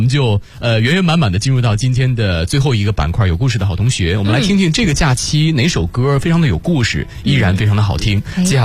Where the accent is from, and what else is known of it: China